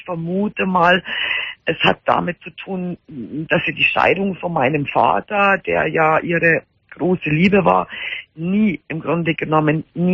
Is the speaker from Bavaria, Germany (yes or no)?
yes; Bavaria, Germany; Ja, so drei halbe, wie man bei uns in Bayern sagt, vom stärksten Bier.